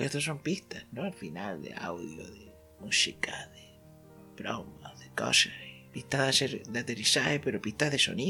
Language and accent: Spanish; Canary Islands, Spain; Nosotros somos más canarios que los plátanos.